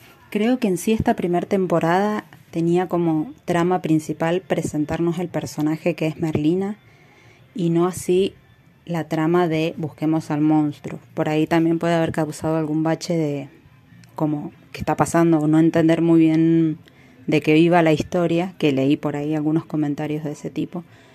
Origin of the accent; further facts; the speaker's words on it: Mendoza, Argentina; soy de Mendoza